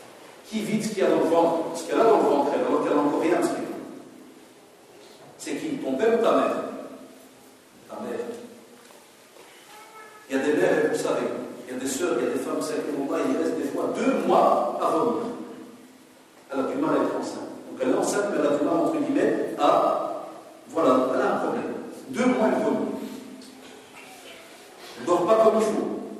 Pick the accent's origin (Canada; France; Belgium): Belgium; Chez moi, en Belgique, c'est une autre loi que chez vous.